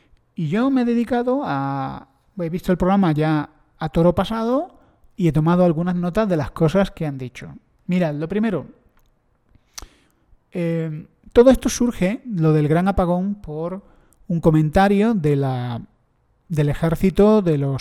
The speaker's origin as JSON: {"language": "Spanish", "country": "Spain", "said": "yo soy español"}